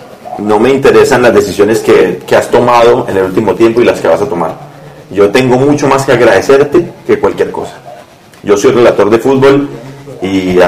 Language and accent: Spanish; Colombia; Gracias, como colombiano.